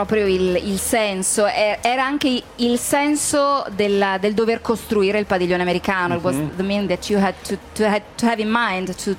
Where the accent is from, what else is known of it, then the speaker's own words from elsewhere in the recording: Milan, Lombardy, Italy; Io sono molto fiera da milanese